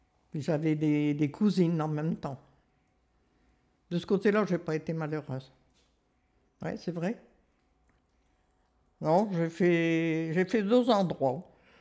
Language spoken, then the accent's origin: French; Saint-Michel-sur-Ternoise, Hauts-de-France, France; born there; 27 juillet 1929. Également, je suis née à Saint-Michel-sur-Ternoise. Ça touche à Saint-Paul.